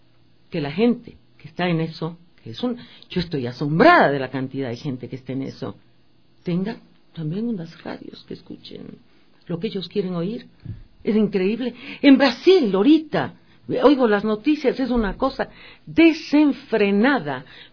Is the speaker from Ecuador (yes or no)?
yes; Manabí, Ecuador; ahorita vengo de Manabí, de mi tierra querida